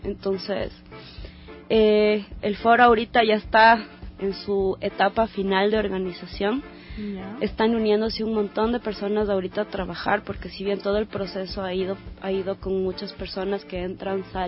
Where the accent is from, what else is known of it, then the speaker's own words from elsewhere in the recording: Ecuador; Estamos súper emocionadas por eso, imagínense, como mujeres ecuatorianas, estar ahorita organizando esto.